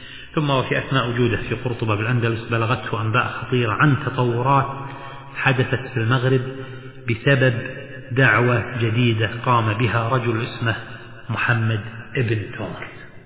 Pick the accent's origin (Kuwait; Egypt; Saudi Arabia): Kuwait; طبعا القليعة بلهجتنا منطقة نقول الجليعة، وهي المنطقة طبعا عندنا المعروفة على ساحل الخليج العربي جنوب الكويت